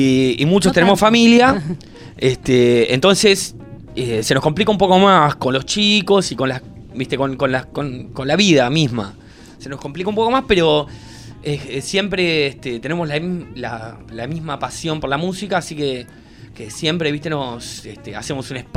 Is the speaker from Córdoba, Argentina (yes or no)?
no; La Plata, Buenos Aires Province, Argentina; Somos de La Plata.